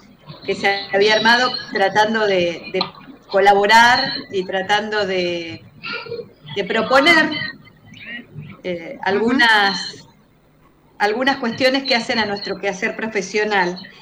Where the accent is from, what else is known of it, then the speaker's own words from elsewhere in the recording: La Plata, Buenos Aires Province, Argentina; Yo soy de La Plata